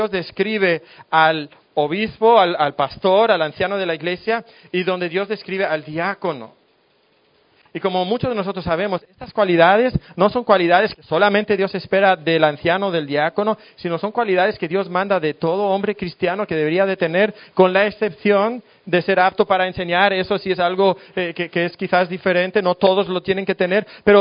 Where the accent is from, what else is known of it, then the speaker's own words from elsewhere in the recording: Spain; now in Mexico; No sé si aquí en México, pero en España, de donde yo soy, dicen, está hecho un flan.